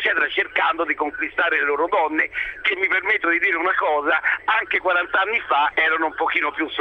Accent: Rome, Lazio, Italy; ne ho 56-57, sono nato a Roma, sono un professionista a Firenze, ora in autostrada.

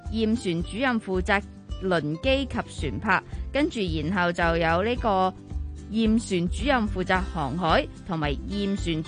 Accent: Hong Kong; 寒天即系我哋香港人成日讲嘅大菜糕嘅大菜

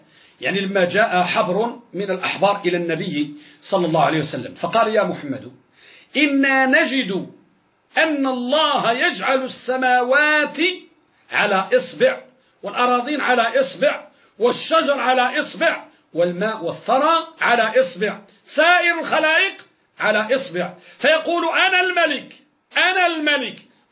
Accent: Morocco; كذلك عندنا في المغرب

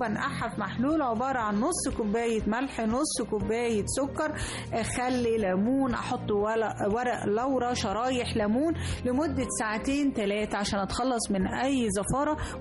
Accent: Egypt; والله إحنا كمصريين اتفننا في عمال البط يعني.

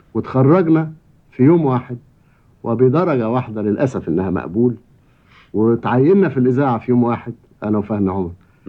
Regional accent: Cairo, Cairo Governorate, Egypt; وأنا قاهري وفهمي صعيدي، وانا صعيدي زيه بس انا قاهري وهو عاش هناك.

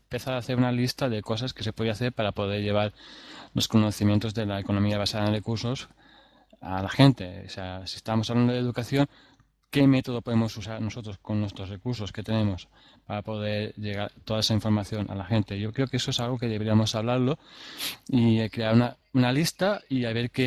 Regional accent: Caudete, Castilla-La Mancha, Spain; Mi pueblo es Caudete, o sea, pongo un vídeo que ponga Caudete

